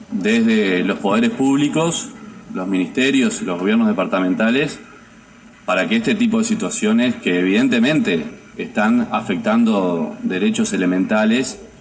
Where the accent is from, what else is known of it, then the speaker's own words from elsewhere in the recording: Las Piedras, Canelones, Uruguay; Para los que somos de Las Piedras